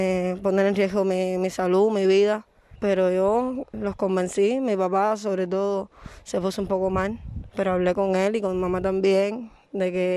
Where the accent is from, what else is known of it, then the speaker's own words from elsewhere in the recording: Mariel, Artemisa, Cuba; Soy de la provincia de Artemisa, municipio Mariel.